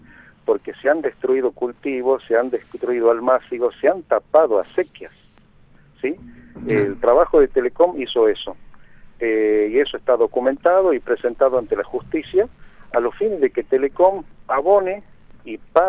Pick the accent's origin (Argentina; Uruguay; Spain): Argentina; Somos ciudadanos de la República Argentina, hay derechos que nos amparan